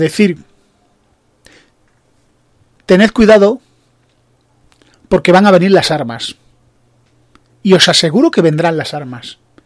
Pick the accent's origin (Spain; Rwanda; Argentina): Spain; yo, como español